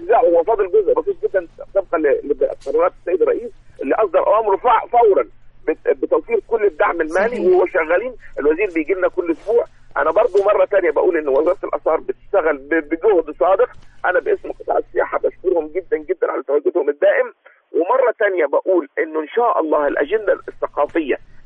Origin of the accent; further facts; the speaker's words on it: Egypt; يعني احنا نستحق ان احنا نقول فعلا احنا مصريين